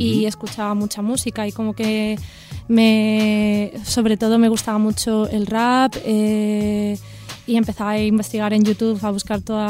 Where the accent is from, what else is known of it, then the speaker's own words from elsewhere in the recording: Elche, Valencian Community, Spain; now in Madrid, Spain; Soy de Elche, de Alicante.